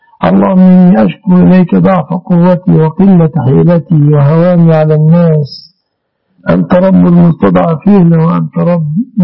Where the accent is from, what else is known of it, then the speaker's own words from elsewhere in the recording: Egypt; المعهود عندنا في مصر